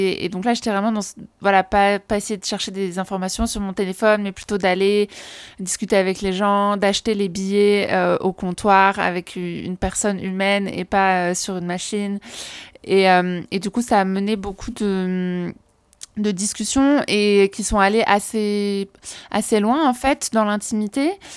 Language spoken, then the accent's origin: French; France; il faudrait que je le fasse chez moi, en France